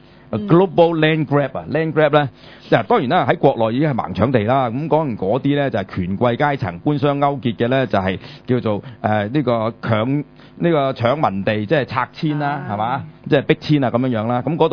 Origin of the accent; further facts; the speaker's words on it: China; 因為我作為一個中國人啦